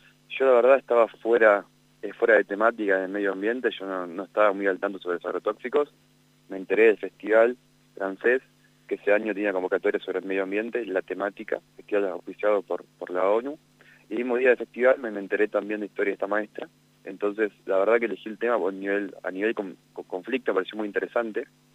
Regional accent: Chivilcoy, Buenos Aires Province, Argentina; hace un año hicimos en Chivicoy, mi ciudad natal, provincia de Buenos Aires

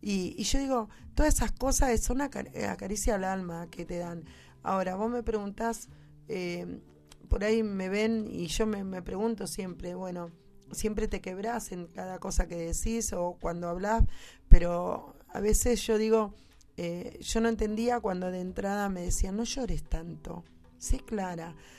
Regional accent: Buenos Aires, Argentina; yo me crié en Villa Lugano. Mi mamá me trajo a los 6 meses y de ahí me crié, sé cómo son las cosas, cómo se vive.

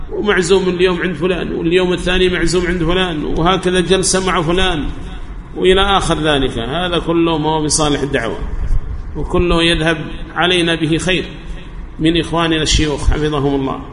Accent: Yemen; سواء كان عندنا في اليمن أو في جهات أخرى من بلاد الله الواسعة

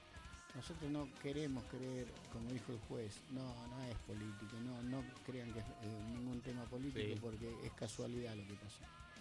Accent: Esteban Echeverría, Buenos Aires Province, Argentina; somos todos de Esteban Echeverría.

